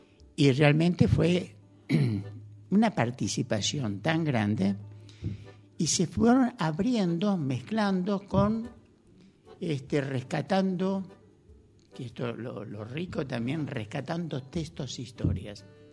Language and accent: Spanish; Ramos Mejía, Buenos Aires Province, Argentina; Yo soy de Ramos Mejía, de más o menos a unos pocos kilómetros de la General Paz, y terminé viviendo, cuando ya me mudé por acá, en pleno campo, en General Las Heras de Buenos Aires, es una zona rural.